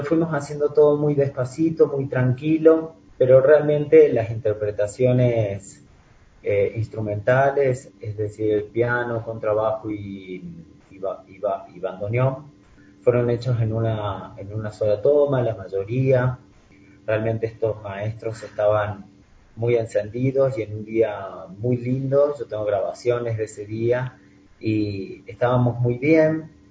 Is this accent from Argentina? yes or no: yes; Argentina; now in Ecuador; Claro que siempre prima en cada país, como en mi país, en Argentina, el tango